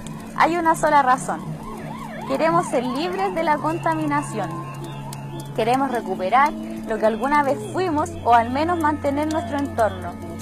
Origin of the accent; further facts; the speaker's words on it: Tiltil, Santiago Metropolitan Region, Chile; Soy de Tiltil.